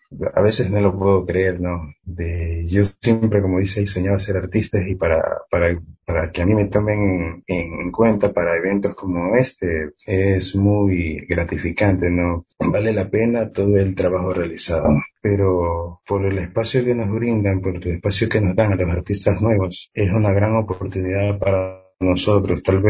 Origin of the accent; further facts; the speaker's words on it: Galápagos, Ecuador; Y Galápagos es mi hogar, Galápagos es mi tierra